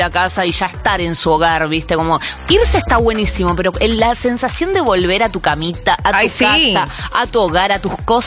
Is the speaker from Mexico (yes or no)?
no; Argentina; me parece que hablo como argentina, pero digo, me genera mucho orgullo.